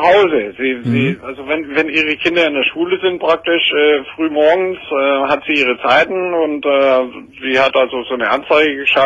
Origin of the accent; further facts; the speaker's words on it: Baden-Württemberg, Germany; born there; Ich bin ein gebürtiger Schwabe, ich trinke auch mal gerne mal.